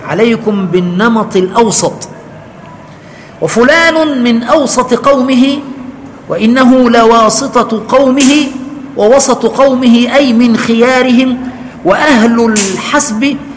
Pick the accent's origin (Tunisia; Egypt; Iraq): Egypt; عندنا كمصريين